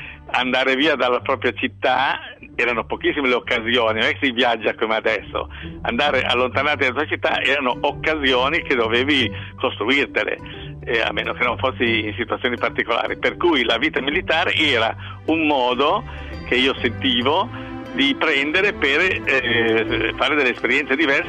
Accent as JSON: {"language": "Italian", "town": "Genoa", "region": "Liguria", "country": "Italy", "lives_now": "Turin, Italy", "said": "sono genovese ma vivo a Torino."}